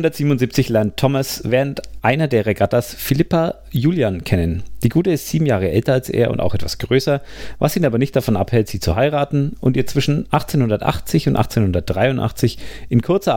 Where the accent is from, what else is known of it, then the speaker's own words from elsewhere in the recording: Bavaria, Germany; Verzeiht mir. Ich komme aus Franken.